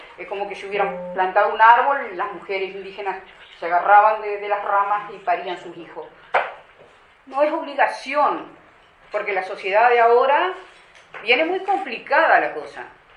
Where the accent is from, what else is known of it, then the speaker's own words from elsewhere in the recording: Río Negro, Uruguay; Nosotros somos de Río Negro, de Yun.